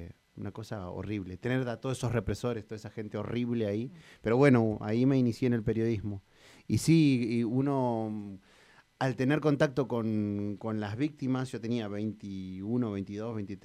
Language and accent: Spanish; Bahía Blanca, Buenos Aires Province, Argentina; born there; Yo nací en Bahía Blanca. Mis papás se habían ido a estudiar ahí. En realidad mi papá es nacido en Bahía Blanca también. Mi mamá es de Huatraché.